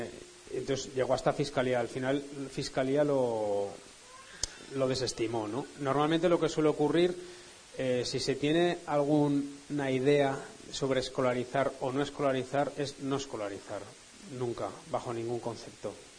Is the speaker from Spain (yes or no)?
yes; Zaragoza, Aragon, Spain; nosotros somos de Zaragoza, conocido por su caspa y tal